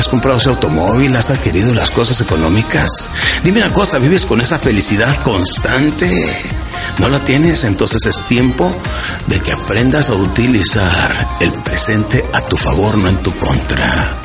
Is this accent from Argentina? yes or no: no; United States; crecí en Estados Unidos, con los norteamericanos que dicen time is money, o sea, el dinero es lo más importante para los norteamericanos, y así crecí yo.